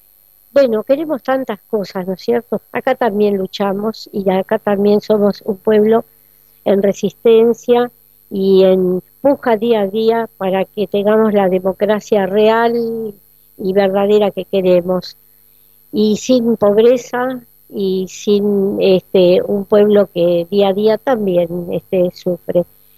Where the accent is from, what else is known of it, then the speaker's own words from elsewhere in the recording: Argentina; el gran compromiso nuestro como argentinos